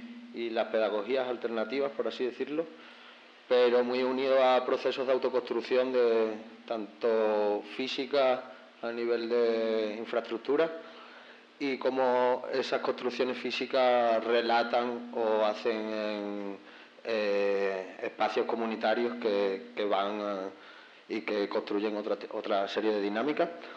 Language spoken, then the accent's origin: Spanish; Spain; now in Colombia; vengo de España